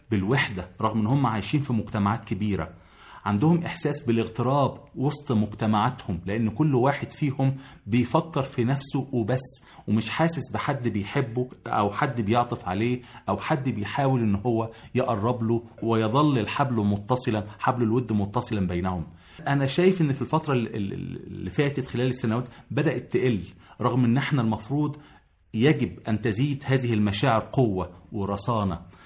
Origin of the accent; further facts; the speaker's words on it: Egypt; أعزائي المستمعين، في قيمة عندنا في مصر محدش ملتفت إليها